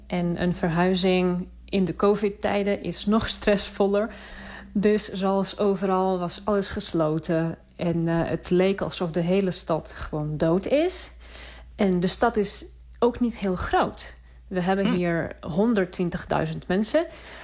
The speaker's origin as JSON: {"language": "Dutch", "region": "Saint Petersburg", "country": "Russia", "lives_now": "Waterloo, Canada", "said": "En ik kom uit Sint-Petersburg van circa 6 miljoen. Dus okay. Het is voor mij echt een heel okay, kleine stad."}